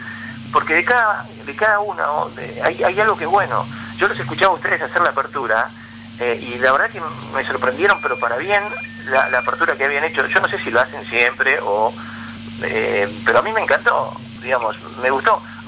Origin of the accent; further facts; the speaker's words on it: La Plata, Buenos Aires Province, Argentina; ¿cómo puede ser que siendo un pibe de La Plata la gente después te siga tanto?